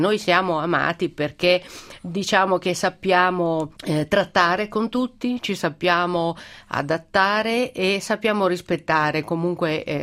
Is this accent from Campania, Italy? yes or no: no; Milan, Lombardy, Italy; io sono una milanese che ha fatto il percorso al contrario 30 anni fa da ragazza, e quindi andai a fare l'università a Napoli